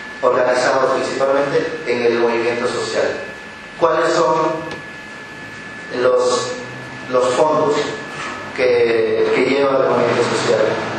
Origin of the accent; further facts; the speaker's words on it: Oaxaca, Mexico; Porque también nosotros como Oaxaqueños estábamos aprendiendo a hacer periodismo.